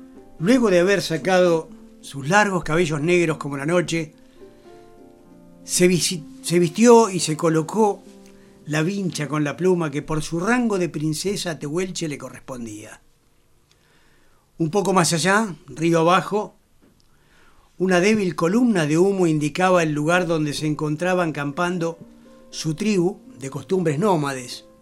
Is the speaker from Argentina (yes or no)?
yes; La Plata, Buenos Aires Province, Argentina; Yo vengo de visita, soy platense, pero vengo de visita.